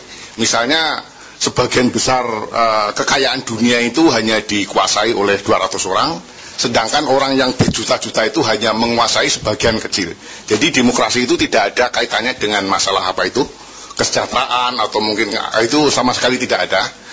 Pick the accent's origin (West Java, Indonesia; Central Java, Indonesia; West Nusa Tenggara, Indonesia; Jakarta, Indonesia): West Java, Indonesia; Depok; Saya aslinya dari Depok.